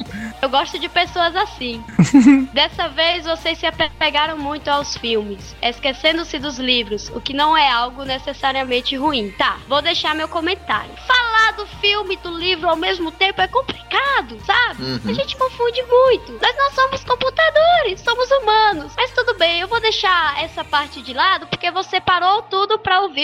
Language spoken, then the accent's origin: Portuguese; Salvador, Bahia, Brazil; eu sou baiano mesmo, nascido e criado em Salvador, mas não tenho sotaque tão carregado e nem falo meu rei.